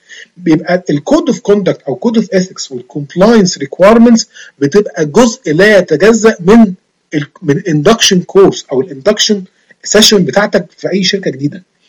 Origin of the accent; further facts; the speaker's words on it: Egypt; زي عندنا في مصر اسمه الفيش والتشبيه.